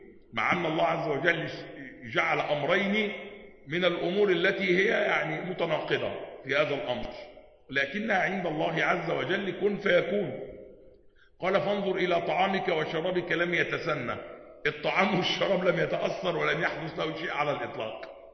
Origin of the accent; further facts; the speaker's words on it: Upper Egypt, Egypt; وده اللي بيحدث عندنا في الصعيد وغيره